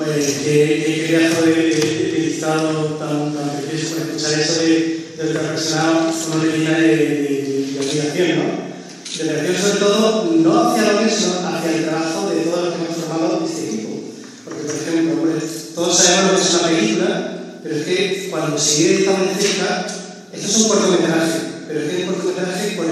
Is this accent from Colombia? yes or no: no; Málaga, Andalusia, Spain; como soy de Málaga, en Málaga hicimos los interiores.